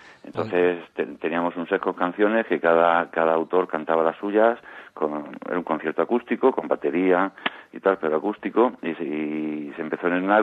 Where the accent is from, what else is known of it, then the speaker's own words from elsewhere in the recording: Cartagena, Region of Murcia, Spain; yo siempre volver a Levante, es que yo soy de Cartagena.